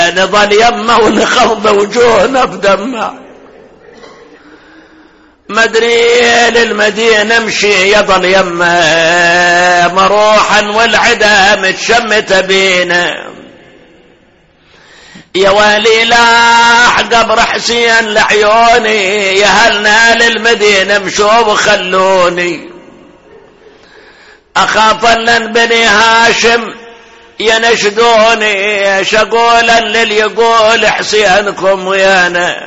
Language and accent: Arabic; Iraq; المدارس الحكومية عندنا بالعراق واضح، ما أدري هنا